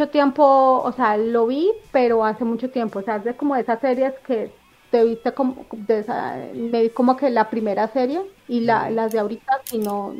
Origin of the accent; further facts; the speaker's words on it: Colombia; nosotros como colombianos, como les comenté cuando nos conectamos antes, tenemos muchísimos acentos, muchísimos, muchísimos.